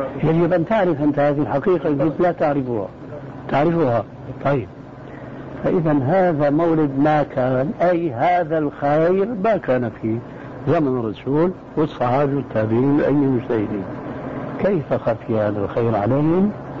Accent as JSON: {"language": "Arabic", "country": "Syria", "said": "اسمح لي نص الكلام يقولون عندنا في الشام ما عليه جواب"}